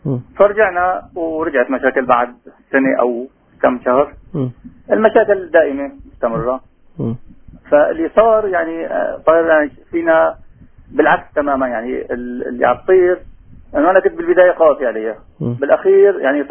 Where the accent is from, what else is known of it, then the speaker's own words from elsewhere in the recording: Aleppo, Aleppo Governorate, Syria; من حلب، متزوج وعندي 3 أولاد، شاب وبنتين.